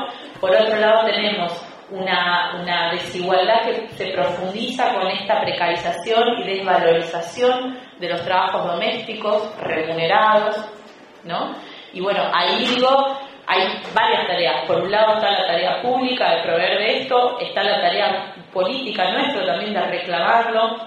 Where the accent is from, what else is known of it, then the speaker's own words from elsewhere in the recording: Misiones, Argentina; en donde yo soy de Misiones.